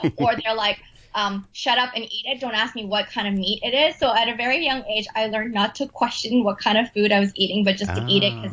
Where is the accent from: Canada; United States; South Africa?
Canada; my parts are from Hong Kong, but I was made, assembled, and created in Canada. So my parents are from Hong Kong, but I was born and raised in Canada.